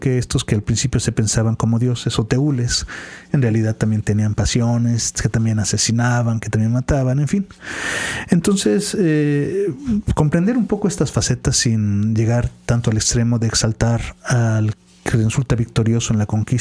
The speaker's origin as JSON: {"language": "Spanish", "country": "Mexico", "said": "nuestra idiosincrasia, nuestra identidad, uh-huh, como mexicanos."}